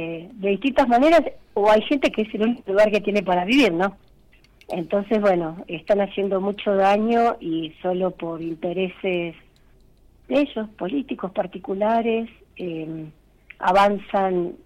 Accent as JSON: {"language": "Spanish", "town": "Molinari", "region": "Córdoba", "country": "Argentina", "said": "yo soy de Molinari"}